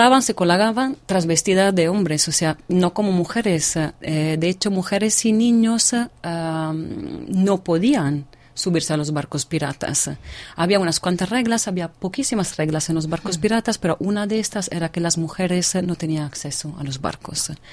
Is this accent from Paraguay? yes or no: no; Venice, Veneto, Italy; llevo años, soy de Venecia, llevo años ocupándome de marinos